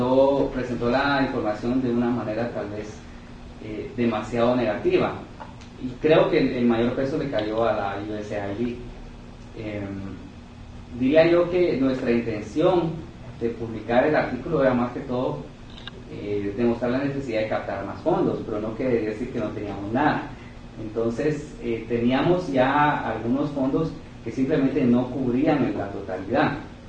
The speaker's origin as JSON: {"language": "Spanish", "country": "Guatemala", "said": "Lo cual a mí, como guatemalteco, pues siempre me mantiene intranquilo el tener que depender tanto del extranjero"}